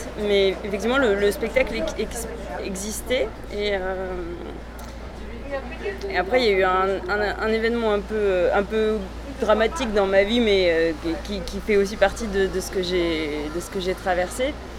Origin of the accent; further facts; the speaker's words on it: Grand Est, France; born there; now in Paris, France; Je suis née en Alsace.